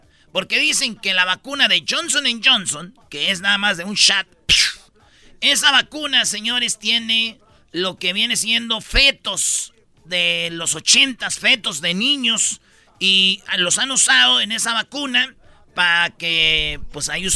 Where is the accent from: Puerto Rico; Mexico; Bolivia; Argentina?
Mexico; Michoacán; Mi pueblo está a 2 horas de Guadalajara